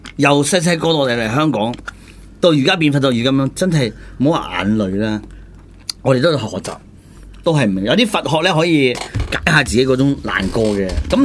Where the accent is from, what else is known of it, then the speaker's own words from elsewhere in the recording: China; 我都認為我大陸人啊嘛。